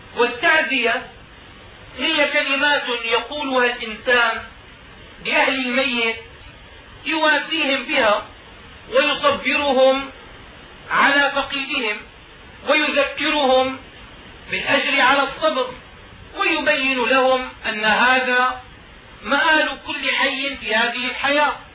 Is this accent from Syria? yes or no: yes; Damascus, Damascus Governorate, Syria; وهكذا كان يفعل العلماء عندنا في دمشق